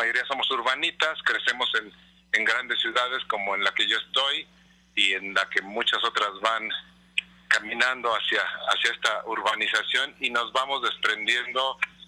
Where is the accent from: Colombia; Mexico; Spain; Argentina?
Mexico; ¿cómo puedo yo como mexicano, como ser humano, dejar este planeta en mejores condiciones de las que lo encontré?